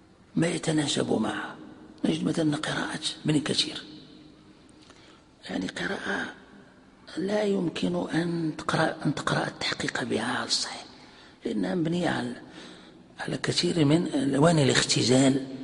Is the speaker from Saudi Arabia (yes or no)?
no; Morocco; يعني عندنا في المغرب يعني معروف هذا